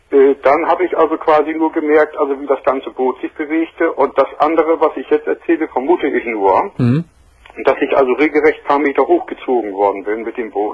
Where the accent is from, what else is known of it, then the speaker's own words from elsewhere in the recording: Bremen, Germany; moved away; da ich ja nun neu bin hier oben, ich bin hier vor 4 Jahren erst hergezogen, ich bin von Hause aus, bin ich Bremer